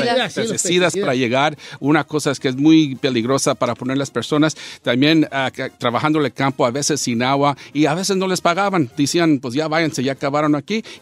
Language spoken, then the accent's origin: Spanish; Zacatecas, Mexico; now in United States; yo soy de Zacatecas, mi padre era bracero, mis tíos eran braceros.